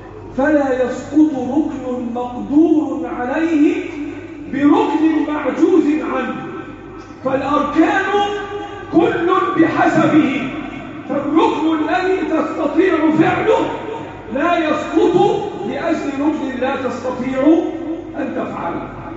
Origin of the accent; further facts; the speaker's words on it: Egypt; اللهم احفظ بلدنا مصر وسائر بلاد